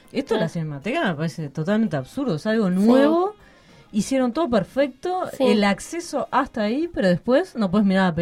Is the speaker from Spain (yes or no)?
no; Paysandú, Uruguay; me imagino en el interior, que yo soy de Paysandú